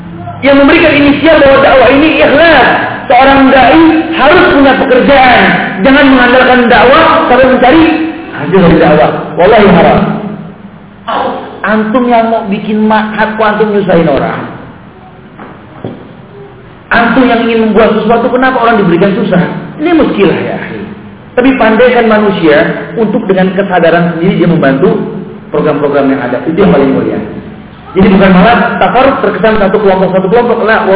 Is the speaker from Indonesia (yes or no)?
no; Yemen; saya dari Yaman